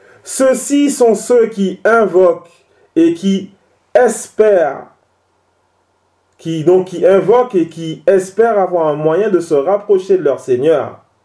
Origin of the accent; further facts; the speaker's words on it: French Antilles, France; Même chez nous, aux Antilles, on trouve ce genre d'ambiguïté chez les chrétiens.